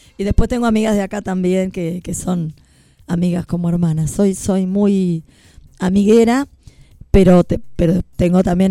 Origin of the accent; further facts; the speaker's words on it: Quilmes, Buenos Aires Province, Argentina; now in Tres Arroyos, Argentina; Soy del partido de Quilmes, pero bueno, ya hace más años que vivo en Tres Arroyos que los que viví en Quilmes, sí. Soy del partido de Quilmes